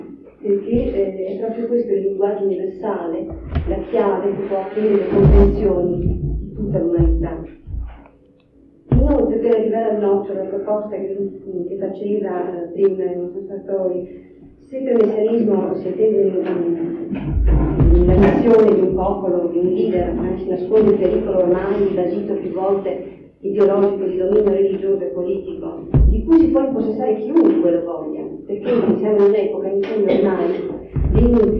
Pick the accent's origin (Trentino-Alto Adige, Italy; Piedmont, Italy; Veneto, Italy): Trentino-Alto Adige, Italy; Trento; Sì, io sono di Trento.